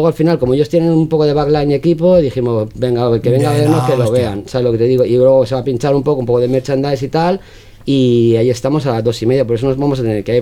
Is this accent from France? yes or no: no; Spain; soy español, tengo pasaporte español